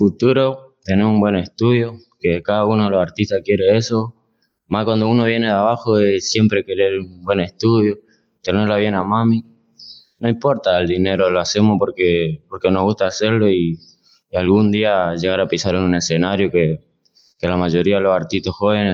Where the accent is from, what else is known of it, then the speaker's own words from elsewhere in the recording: Argentina; porque somos argentinos y más que nada eso es lo que nos identifica hacia afuera